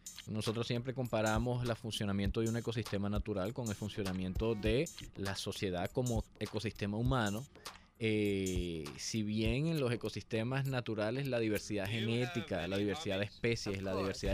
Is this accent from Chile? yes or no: no; Venezuela; Así que nosotros como venezolanos tenemos que tener mucho cuidado